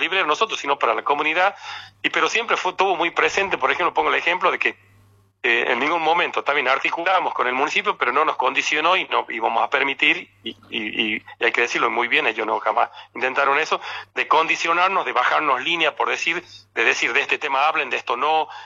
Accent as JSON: {"language": "Spanish", "region": "La Rioja", "country": "Argentina", "said": "para quienes somos acá de La Rioja"}